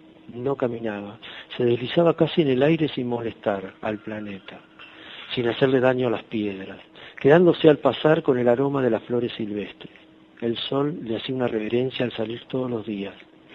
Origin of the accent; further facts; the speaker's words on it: Buenos Aires, Argentina; soy de Buenos Aires, Argentina.